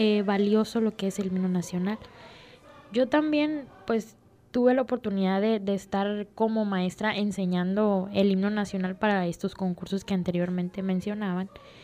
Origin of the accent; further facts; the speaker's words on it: Mexico; lo que el himno nacional debe significar para todos nosotros como mexicanos.